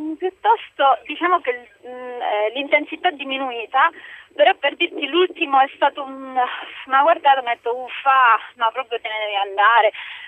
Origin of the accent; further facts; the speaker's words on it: Tarragona, Catalonia, Spain; Italian is a second language; now in Palermo, Italy; Sono di Tarragona, che comunque dista un'ora, quindi...